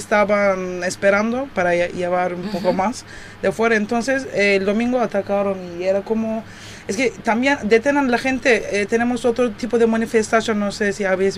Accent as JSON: {"language": "Spanish", "country": "Turkey", "second_language": "Spanish", "said": "somos, sabes, turcos, que somos de Turquía"}